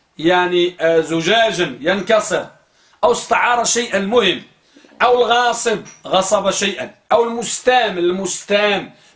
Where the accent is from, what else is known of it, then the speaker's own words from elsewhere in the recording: Morocco; عندنا في المغرب وماشي غير في المغرب فقط